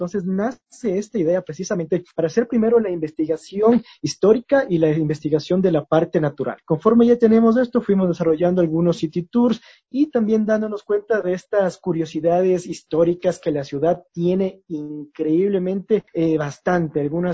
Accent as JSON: {"language": "Spanish", "town": "Quito", "region": "Pichincha", "country": "Ecuador", "said": "lo que nosotros podemos incluso enorgullecernos, así como quiteños, como quiteñas."}